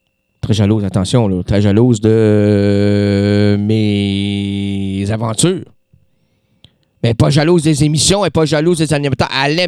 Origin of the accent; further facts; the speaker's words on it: Quebec, Canada; C'est pour ça que chez nous, au Québec, aller dans les Laurentides, là, nos arbres sont sublimes.